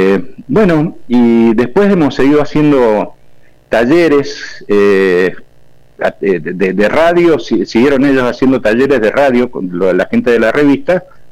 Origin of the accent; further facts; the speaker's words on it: Bermejo, Mendoza, Argentina; Nací acá, soy bermejindio … dirían los de Chacra, nacido y criado en Bermejo.